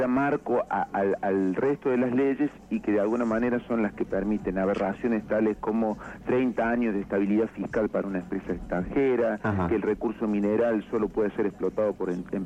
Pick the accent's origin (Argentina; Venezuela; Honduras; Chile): Argentina; Córdoba; accent: cordobés; moved away as an adult; now in Esquel, Argentina; notarás por mi tonada, yo soy cordobés, hace 7 años que estoy radicado en Esquel